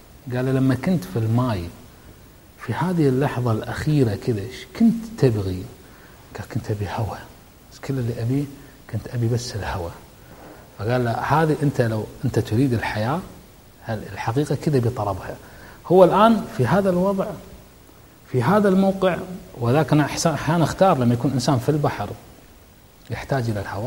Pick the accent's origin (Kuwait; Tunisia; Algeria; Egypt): Kuwait; عندنا بالكويت وعندك أنت في بلدك وكل مكان